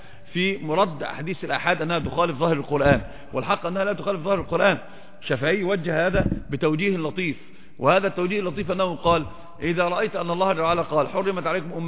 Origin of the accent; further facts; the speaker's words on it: Upper Egypt, Egypt; أصلا عندنا في مصر برضو نفس الحكاية، في سمع وطاعة بس بيخرج. أصلا أنا صعيدي، فأنا ما ينفعش مع صعيدي